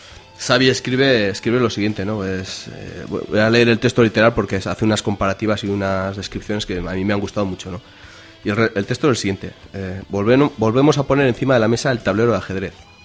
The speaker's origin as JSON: {"language": "Spanish", "town": "Aoiz", "region": "Navarre", "country": "Spain", "tie": "born or raised there", "said": "La familia, los amigos de Berriozar, la gente de mi pueblo, Aoiz."}